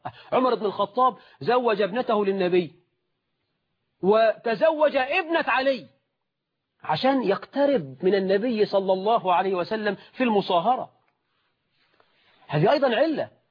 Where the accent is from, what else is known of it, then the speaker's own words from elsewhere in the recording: Egypt; احنا في الريف عندنا في مصر وفي الصعيد